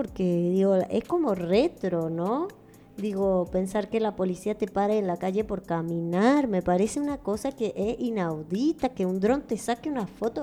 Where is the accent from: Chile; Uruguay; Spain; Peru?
Uruguay; now in Paraguay; yo, que casi que soy paraguaya, porque me alejé tanto de Uruguay que casi que soy paraguaya